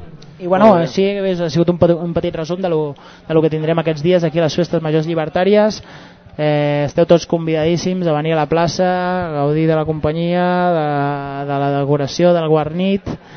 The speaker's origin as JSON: {"language": "Catalan", "region": "Catalonia", "country": "Spain", "said": "perquè jo, com ja veus, soc del Ripollès"}